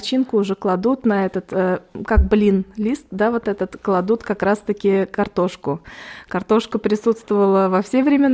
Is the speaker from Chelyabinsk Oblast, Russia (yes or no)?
no; Tatarstan, Russia; Даже когда я приезжаю в Татарстан, в родную деревню, всегда могу выпить и ряженку, и кефир собственного приготовления.